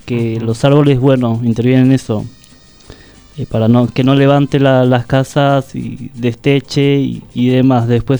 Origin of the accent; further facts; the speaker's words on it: Paraguay; yo que vengo de un pueblo de Paraguay, sí, es totalmente diferente. Las noches, el día, el aire, la gente, todo